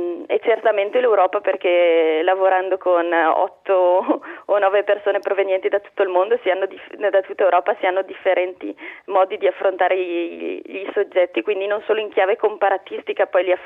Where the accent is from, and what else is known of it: Bergamo, Lombardy, Italy